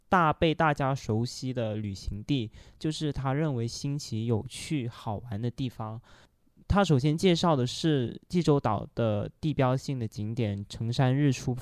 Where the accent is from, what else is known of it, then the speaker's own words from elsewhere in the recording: Guangzhou, Guangdong, China; Korean is a second language; 네, 제가 제 고향지 광저우 소개해드릴게요. 광저우는 그 중국 남쪽의 대도시인데요.